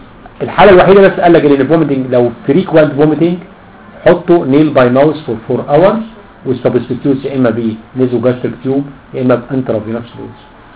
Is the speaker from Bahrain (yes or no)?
no; Egypt; اللي هو مفهوم لبن الرايب بالنسبه لنا احنا كمصريين